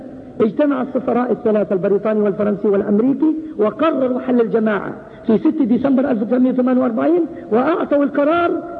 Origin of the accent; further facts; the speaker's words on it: Palestine; قريتنا قرية ذهب لها 38,000 درهم في تصحيح الحدود، قرية واحدة من مرج بن عامر ضاعت فلسطين